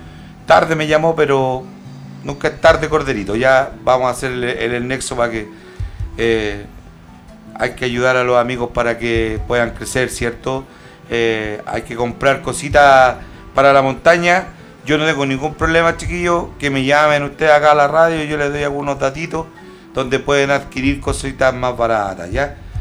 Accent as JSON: {"language": "Spanish", "region": "Jujuy", "country": "Argentina", "said": "desde Jujuy, soy de La Puna. En realidad soy de La Puna"}